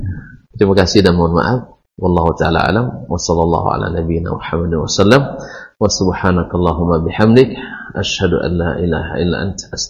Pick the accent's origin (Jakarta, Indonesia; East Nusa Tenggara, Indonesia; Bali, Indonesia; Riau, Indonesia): Riau, Indonesia; Bukan, saya asli Ocunya. Ultes DNA-nya. Ya. DNA asli Ocu.